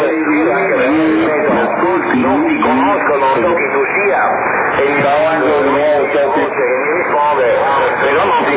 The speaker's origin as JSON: {"language": "Italian", "town": "Oristano", "region": "Sardinia", "country": "Italy", "said": "sono d'Oristano, un paesino vicino a 4 chilometri da Oristano, capito Angelo? Sono in un paesino vicino a 4 chilometri, 4 km da Oristano, verso il mare, tutto lì, verso il mare, 4 km da Oristano"}